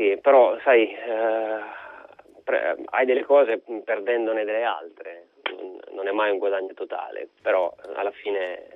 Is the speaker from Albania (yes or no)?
yes; Albania; now in Italy; io mi sento albanese con passaporto italiano, quindi mi sento anche italiano.